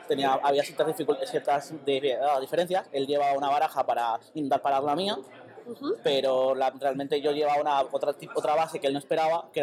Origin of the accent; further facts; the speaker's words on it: Venezuela; now in Barcelona, Spain; soy de Venezuela, pero vivo en Barcelona